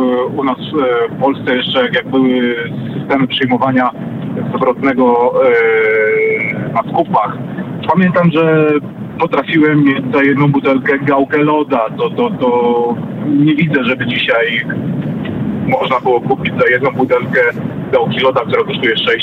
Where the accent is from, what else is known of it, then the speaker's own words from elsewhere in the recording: Radom, Masovian Voivodeship, Poland; Wprawdzie pochodzę z Radomia, ale jestem kierowcą auta ciężarowego międzynarodowym.